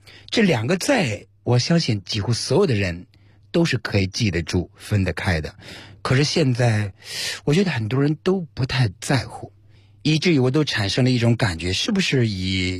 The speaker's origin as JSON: {"language": "Chinese", "country": "China"}